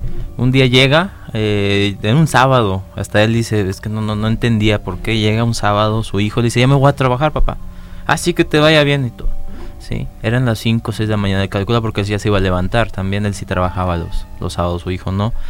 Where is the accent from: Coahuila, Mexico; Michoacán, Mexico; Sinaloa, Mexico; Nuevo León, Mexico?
Coahuila, Mexico; Ocampo; mi infancia la viví en Ocampo, Coahuila.